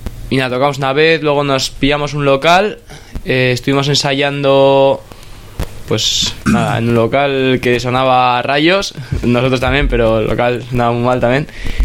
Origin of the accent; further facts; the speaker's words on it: Getxo, Basque Country, Spain; Yo soy de Guecho.